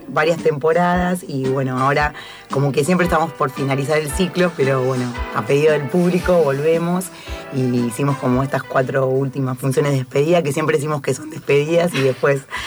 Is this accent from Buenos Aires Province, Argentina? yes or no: yes; Villa Madero, Buenos Aires Province, Argentina; Nosotros somos de Villa Madero, de La Matanza.